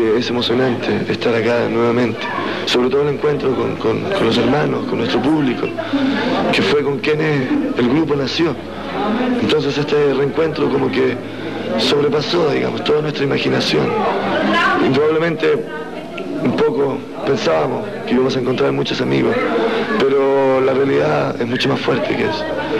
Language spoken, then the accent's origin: Spanish; Chile; moved away as an adult; es lo mismo cuando nos fuimos de Chile a Buenos Aires.